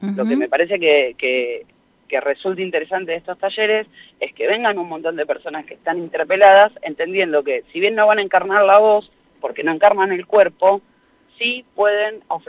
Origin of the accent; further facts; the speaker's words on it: La Matanza, Buenos Aires Province, Argentina; Nací en Capital, en un conventillo de Constitución. Soy le cuarte hije de 6 hermanos. Después nos mudamos al conurbano, viví mucho tiempo en La Matanza.